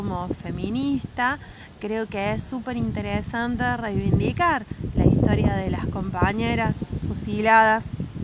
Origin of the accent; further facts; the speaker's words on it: Patagonia, Argentina; accent: Patagonian; now in Trelew, Argentina; quizás se nota por mi tonada, pero yo soy de la Patagonia, cuando me vine a vivir a Tralau, que me vine a vivir acá en el 2011